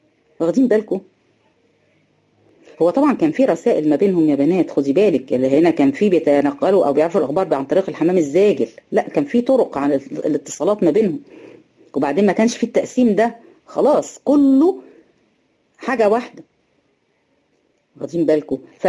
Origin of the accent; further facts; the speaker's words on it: Egypt; يعني احنا هنا عندنا في مصر مفيش حد بيشوف رؤية